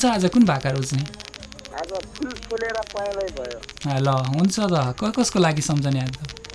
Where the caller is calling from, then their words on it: Bagmati, Nepal; मकवानपुरबाट